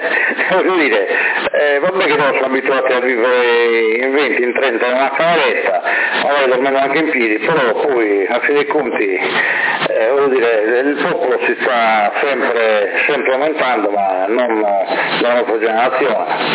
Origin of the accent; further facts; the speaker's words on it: Sardinia, Italy; io non sono italiano, io non mi reputo un italiano, io sono nato in questa terra, mi reputo sardo, ma non italiano.